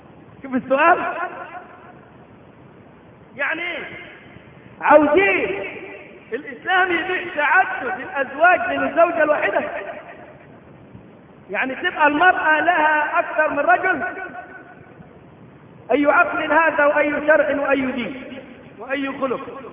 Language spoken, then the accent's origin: Arabic; Egypt; ليس عندنا في مصر